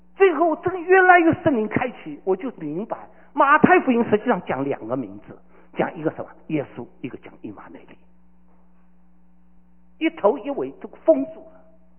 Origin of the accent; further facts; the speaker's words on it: Shanghai, China; 我这个上海人脾气不会改的。